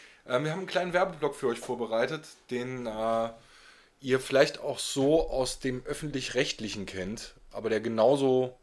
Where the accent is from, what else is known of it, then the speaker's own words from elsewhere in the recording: Eifel, Germany; aus meiner Heimat, aus der Eifel.